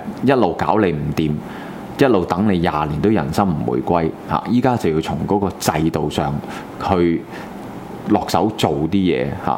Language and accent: Chinese; Hong Kong; 現在那個教材的問題我相信是我們香港人一定要留意住